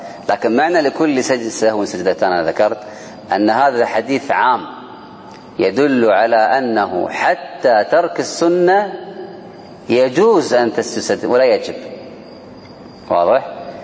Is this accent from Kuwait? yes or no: yes; Kuwait; لو كانت صفوف النساء بعض المساجد قليلة عندنا في الكويت خلف المسجد بالضبط